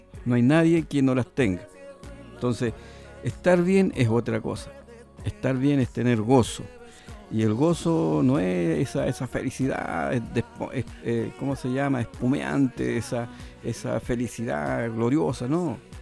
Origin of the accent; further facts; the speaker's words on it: Chile; Aunque no le agrade, vote por alguien que le pueda quizás para el lado suyo, como decimos los chilenos, tincar un poco más.